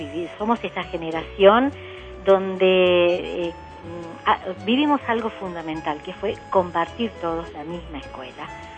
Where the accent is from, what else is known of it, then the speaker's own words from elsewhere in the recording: Campana, Buenos Aires Province, Argentina; de Campana, yo pertenezco a una generación donde la moda fue ir a la escuela todos con el guardapolvo blanco, todos iguales, y acá en Campana casi todos a la misma escuela secundaria, la Escuela Normal Mixta de Campana.